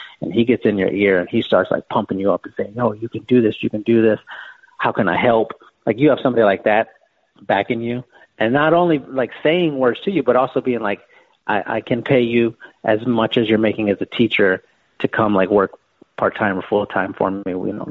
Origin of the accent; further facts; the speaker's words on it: San Antonio, Texas, United States; We grew up in South San Antonio. It's just like a very bad part of town. Maybe half of the people there graduate high school.